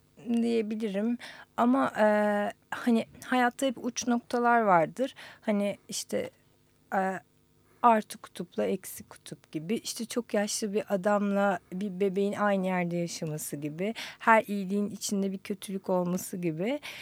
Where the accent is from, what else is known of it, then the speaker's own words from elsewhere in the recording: Istanbul, Turkey; İstanbul doğumluyum. Hı-hı. İstanbul'da büyüdüm.